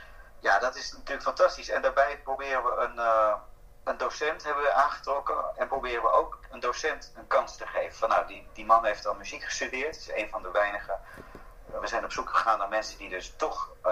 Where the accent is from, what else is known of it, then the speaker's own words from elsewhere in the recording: Pasto, Nariño, Colombia; Dutch is a second language; Ik kom uit het zuiden van Colombia, Pasto. En Pasto is een van de armste gebieden van Colombia.